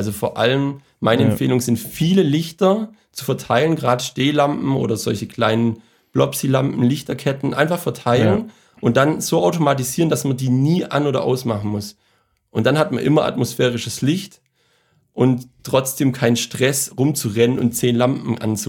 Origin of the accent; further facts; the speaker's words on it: Baden-Württemberg, Germany; Und ich als Schwabe kann natürlich keins von den Gründen bis auf Frustration